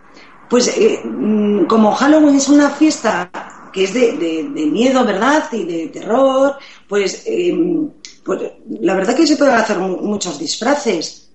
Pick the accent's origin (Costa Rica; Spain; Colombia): Spain; Asturias; now in Madrid, Spain; Pues mira, yo soy asturiana.